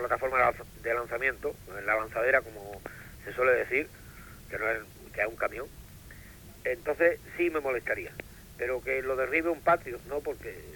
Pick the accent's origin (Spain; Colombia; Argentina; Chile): Spain; Solamente que soy español.